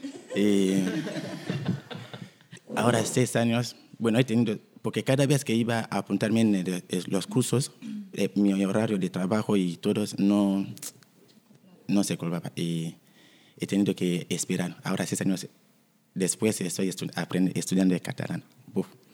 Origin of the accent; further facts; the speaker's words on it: DR Congo; Soy de la República Democrática del Congo.